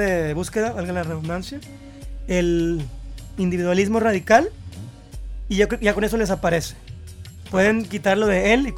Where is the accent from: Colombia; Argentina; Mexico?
Mexico; bueno, soy mexicano, sí, tampoco voy a estar en contra de todo